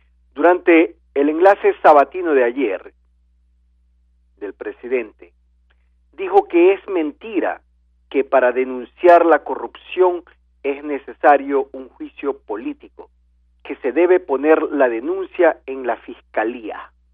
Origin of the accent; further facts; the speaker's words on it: Ecuador; que somos los ciudadanos ecuatorianos, los que hemos elegido a los asambleístas para que nos representen en la asamblea